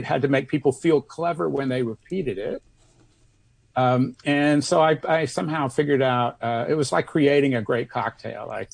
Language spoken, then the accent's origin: English; Austin, Texas, United States; I discovered that there were all these bulletin board systems in my hometown, Austin, Texas.